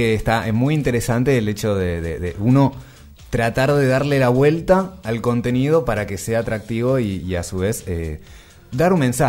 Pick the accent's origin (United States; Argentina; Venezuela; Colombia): Argentina; San Martín; Le cuento que yo soy de acá de San Martín.